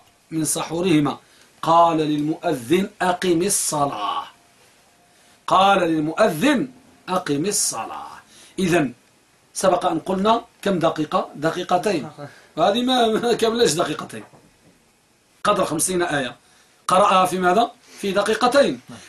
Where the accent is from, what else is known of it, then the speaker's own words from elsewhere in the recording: Morocco; ولا سيما أخص بلادنا المغرب